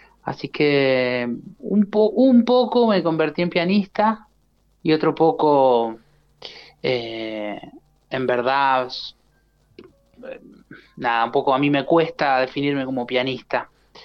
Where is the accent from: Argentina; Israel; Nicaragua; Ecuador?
Argentina; San José, Mendoza; Yo soy de acá de Mendoza, sí, nací en San José, estudié la carrera de producción musical en la provincia de San Luis.